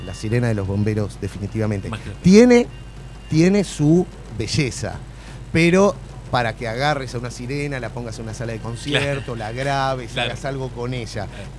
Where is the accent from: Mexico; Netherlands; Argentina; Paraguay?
Argentina; Como argentino, me siento como un traidor al sentimiento nacional patrio.